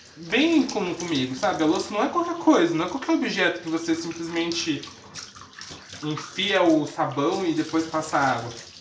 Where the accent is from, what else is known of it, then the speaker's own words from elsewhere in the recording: Santa Catarina, Brazil; born there; Eu achava que era de quem morava, nasci em Santa Cata